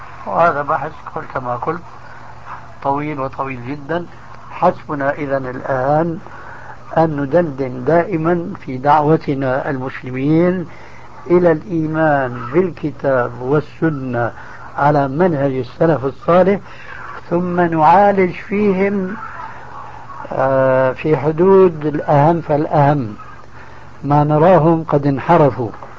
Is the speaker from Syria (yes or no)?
yes; Syria; كانوا من كما يقولون عندنا في سوريا في الجماعة من عظم الرقبة